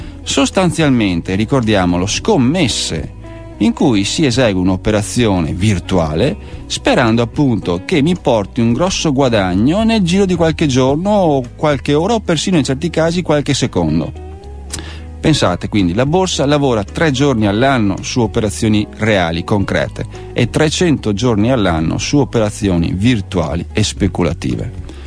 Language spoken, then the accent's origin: Italian; Veneto, Italy; accent: Venetian; come sentirete dall'accento sono veneto